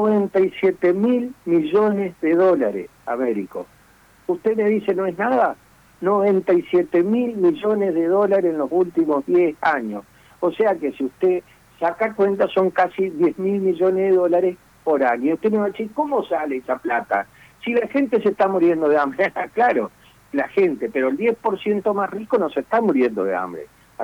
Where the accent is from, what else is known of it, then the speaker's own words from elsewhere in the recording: Argentina; ¿Cuántos somos los argentinos? 47 millones.